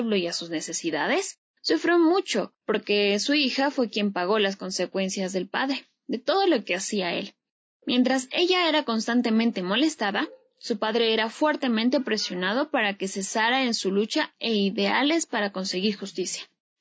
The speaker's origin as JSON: {"language": "Spanish", "country": "Ecuador", "said": "Creo que tal reflexión se acerca a lo que somos los ecuatorianos."}